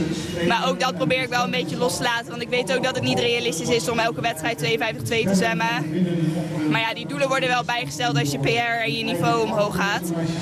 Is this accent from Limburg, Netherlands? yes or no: no; Eindhoven, North Brabant, Netherlands; In Eindhoven racen is altijd gewoon heel leuk. Het is mijn thuisstad natuurlijk.